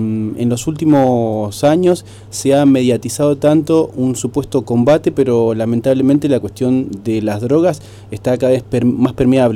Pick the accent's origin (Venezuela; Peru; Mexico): Mexico; now in Argentina; Como mexicana y como corresponsal aquí en Argentina